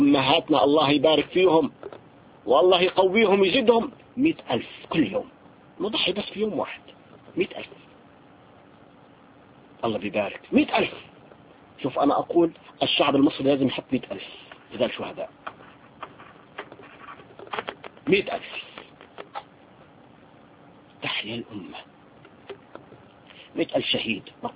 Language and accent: Arabic; Syria; نحن عندنا في سوريا